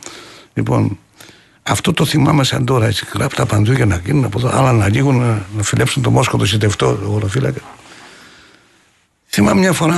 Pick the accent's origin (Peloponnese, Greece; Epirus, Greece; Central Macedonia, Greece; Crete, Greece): Central Macedonia, Greece; Doumpia; γιατί το χωριό μου βγάζει ένα καταπληκτικό νερό, τα Δουμπιά